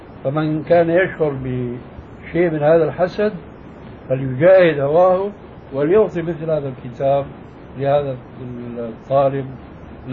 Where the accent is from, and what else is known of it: Syria